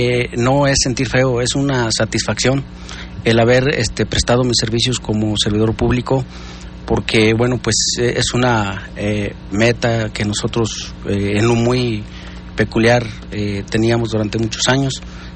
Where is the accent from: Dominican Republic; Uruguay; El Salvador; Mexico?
Mexico; San José de Gracia; No, de ninguna manera, yo soy de San José de Gracia.